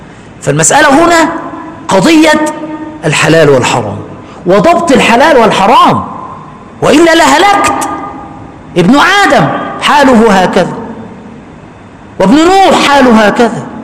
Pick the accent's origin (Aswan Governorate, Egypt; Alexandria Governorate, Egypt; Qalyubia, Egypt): Aswan Governorate, Egypt; جلست في قريتي في أسوان فترة من الزمن يعني، ثم بعد ذلك من حوالي 8 سنين ذهبت إلى المكان.